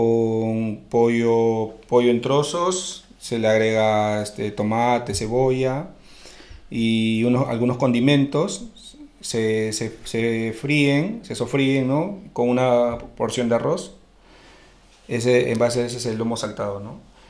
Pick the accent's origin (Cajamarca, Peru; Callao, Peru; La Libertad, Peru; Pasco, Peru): Callao, Peru; moved away as an adult; now in Asturias, Spain; Yo soy de Perú, de Lima. Ahí en el Callao, que es un distrito de ahí de Lima, y bueno, llevo toda la vida ahí, poco tiempo acá en España, llegué a Asturias